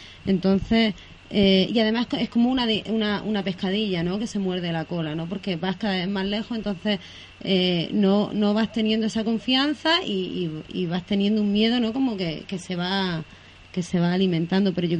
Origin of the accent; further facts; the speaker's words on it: Cartagena, Region of Murcia, Spain; vengo de Cartagena y son 200.000 habitantes, entonces tampoco es un pueblito pequeño, ¿no?